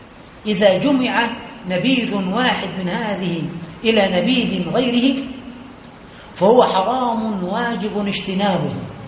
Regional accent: Egypt; كما يقال عندنا في مصر الكوكتيل

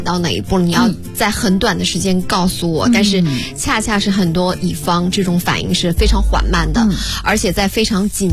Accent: Northeast China, China; 就我们东北人会

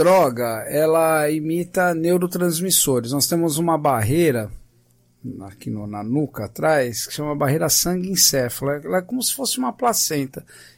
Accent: São Paulo, Brazil; No meu caso, eu cresci num bairro da Pompeia, em São Paulo.

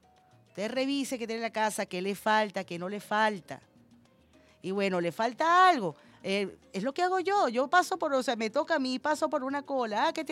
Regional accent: Venezuela; yo soy hija de inmigrantes y mis padres se sentían más venezolanos que María Corina, de eso te lo puedo asegurar. Y yo soy venezolana, venezolana con letras mayúsculas

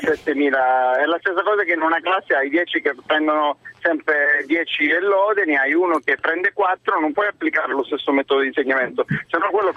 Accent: Calabria, Italy; L'Italia non è omogenea. Io sono calabrese

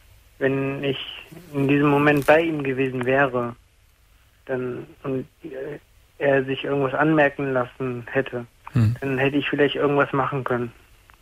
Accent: Erkrath, North Rhine-Westphalia, Germany; Nee, ich komme nicht aus gerade vorbei, ich komme ja aus Erkrath.

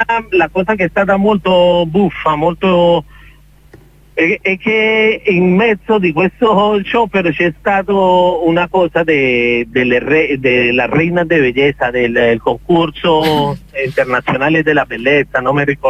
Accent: Cali, Valle del Cauca, Colombia; Italian is a second language; io che sono di Cali, tu che la conosci, per noi è molto importante, una maglietta, fa parte della nostra cultura, che si chiama la guayabera

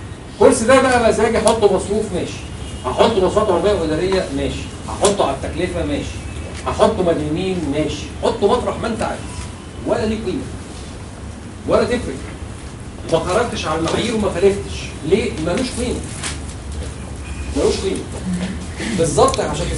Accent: Egypt; أو العرف عندنا في مصر إن هو بيعمل تسويات،

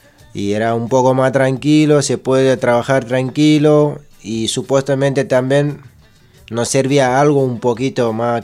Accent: Senegal; Spanish is a second language; now in La Plata, Argentina; somos unos grupos de Senegal que está en La Plata.

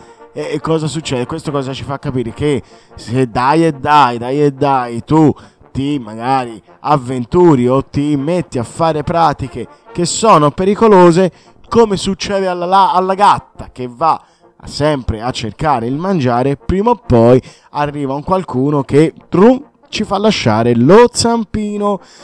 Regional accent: Tuscany, Italy; alla fine io sono toscano

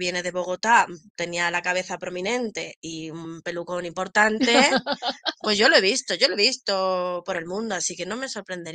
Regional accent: Valencia, Valencian Community, Spain; Pues yo, fíjate que no sé si es porque vengo de Valencia.

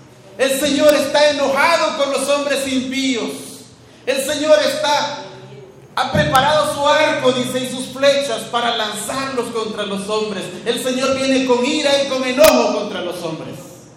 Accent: El Salvador; así como vicentinos, salvadoreños como ustedes y nosotros

